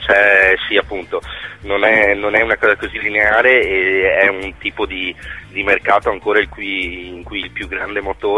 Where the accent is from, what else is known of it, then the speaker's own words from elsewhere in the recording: Treviso, Veneto, Italy; io sono originario di Treviso